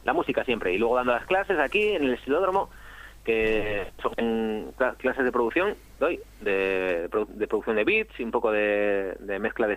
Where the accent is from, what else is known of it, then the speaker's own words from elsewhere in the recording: Asturias, Spain; also born or lived in Madrid; cuando estaba allí en Madrid echaba mucho de menos Asturias, y cuando vine pues ya era una explosión de qué bien que estoy en Asturias otra vez